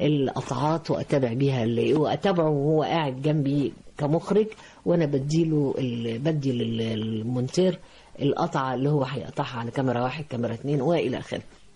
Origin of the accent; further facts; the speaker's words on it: Egypt; في النهاية احنا بنحمل جوانا، انا مش عايز اقول الشركسي وإلى آخره، لكن عايز اقول ان انا مصرية 100%.